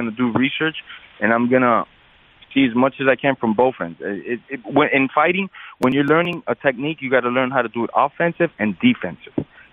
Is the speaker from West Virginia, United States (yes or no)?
no; Miami, Florida, United States; I'm a Latin person, you know, I'm a minority in this country. Growing up in Miami, I wasn't maybe the biggest minority because Miami's overrun by Latins and blacks.